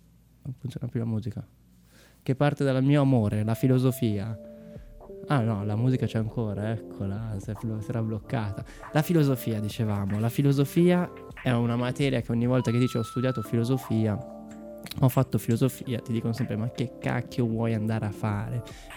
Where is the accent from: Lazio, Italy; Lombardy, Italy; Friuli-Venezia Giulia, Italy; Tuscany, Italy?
Lombardy, Italy; Como; vengo da Como, e ok, quindi vado in radio a Como, ci sa tutto, e sono nato nel 1991